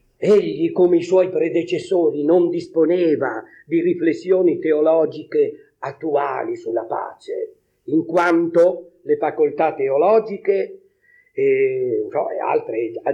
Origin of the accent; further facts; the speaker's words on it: La Spezia, Liguria, Italy; now in Naples, Italy; io sono uno spezzino trapiantato a Napoli, sono della Spezia, nessuno è senza difetti, no?